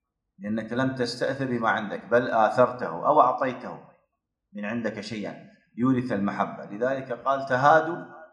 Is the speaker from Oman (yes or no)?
no; Omdurman, Khartoum, Sudan; عندنا في أم درمان مركز تحفيظ القرآن للنساء